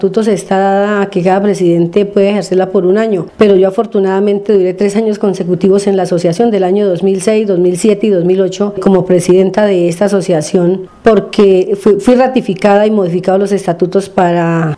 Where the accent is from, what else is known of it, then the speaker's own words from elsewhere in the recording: Quipile, Cundinamarca, Colombia; born there; now in Soacha, Colombia; Yo soy nacida en Quipile, pero hija adoptiva de Soacha. Desde hace 18 años vivo acá en Soacha.